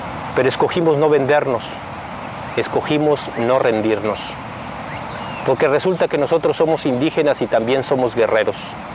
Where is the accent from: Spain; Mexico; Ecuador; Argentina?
Mexico; Southeast; Nosotros, además de guerreros, somos indígenas mexicanos. Vivimos en las montañas del sureste mexicano, que viene siendo como el último rincón de este país.